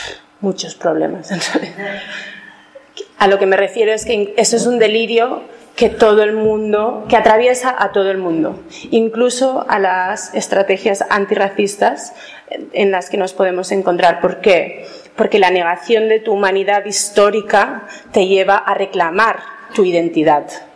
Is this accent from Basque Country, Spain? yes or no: yes; Basque Country, Spain; yo soy vasca y soy de Euskal Herria